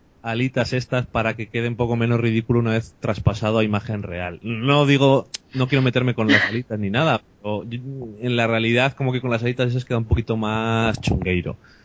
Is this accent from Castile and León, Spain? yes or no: yes; Burgos, Castile and León, Spain; O sea que yo que soy de Burgos diría